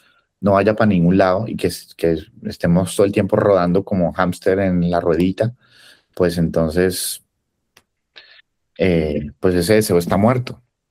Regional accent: Colombia; más aún siendo colombiano, donde uno, pues, escucha uno, las historias familiares nuestras son complejísimas

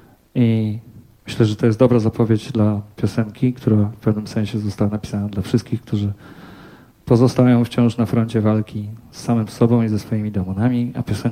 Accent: Płock, Masovian Voivodeship, Poland; Bo pochodzę z Płocka

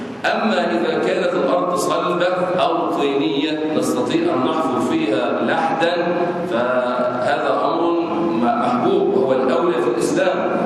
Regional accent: Egypt; أما نحن في بلادنا مصر فعندنا حجر وليس عندنا مقابر

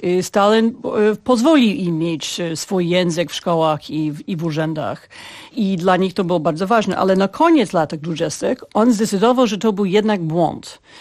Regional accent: Ukraine; Polish is a second language; Częściowo mówimy po ukraińsku, częściowo po rosyjsku. Nieważne, jesteśmy razem Ukraińcami.

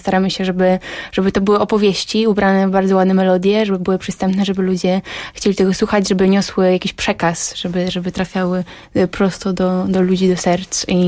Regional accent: Tricity, Pomeranian Voivodeship, Poland; pochodzimy z Trójmiasta.

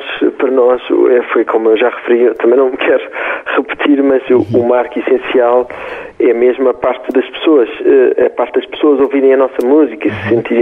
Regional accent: Portugal; se pensarem que nós nem somos portugueses

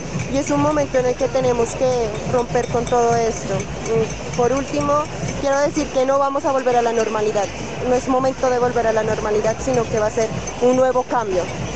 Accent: Pasto, Nariño, Colombia; now in Bogotá, Colombia; soy pastusa, pero estoy viviendo en Bogotá.

